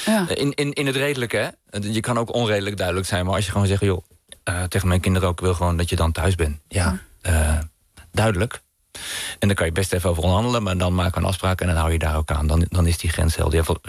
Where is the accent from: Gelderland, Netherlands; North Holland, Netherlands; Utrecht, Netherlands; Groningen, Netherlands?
Gelderland, Netherlands; Nijkerk; Ik kom uit een groot gezin. Ik heb 1 broer en 4 zussen. En we zijn opgegroeid in Nijkerk.